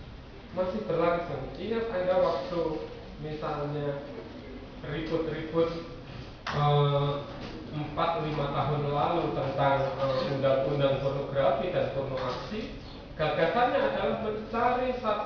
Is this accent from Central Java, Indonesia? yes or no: no; Yogyakarta, Special Region of Yogyakarta, Indonesia; misalnya saya orang Jogja, gitu, tapi saya agak curiga dengan ide keistimewaan sebenarnya.